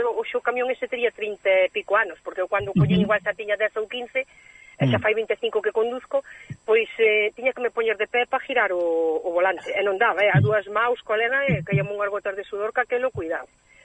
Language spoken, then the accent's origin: Galician; Galicia, Spain; also born or lived in Switzerland; inda que son de nacimiento suiza... pois son gallega, pero co orgullosa que estou eu da miña terra, do meu idioma